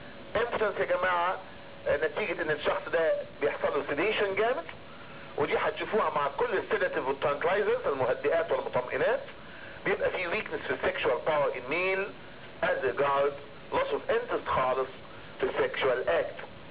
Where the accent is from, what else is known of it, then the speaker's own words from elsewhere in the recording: Egypt; ودول اشهر تو بيتا بلوكر عندنا في مصر بيستخدموا